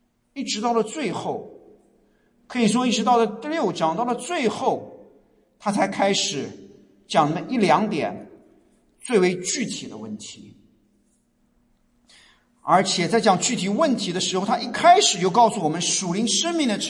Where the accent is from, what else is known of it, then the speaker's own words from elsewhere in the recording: China; moved away; 特别是我们这些从大陆过来，从中国，从亚洲移民过来的，在国内受到的教育，从小受到教育